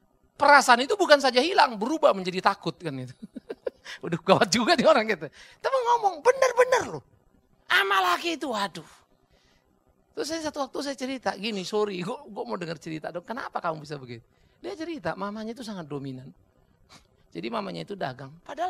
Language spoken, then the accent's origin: Indonesian; Sumatra, Indonesia; Saya orang dari Sumatera, saudara.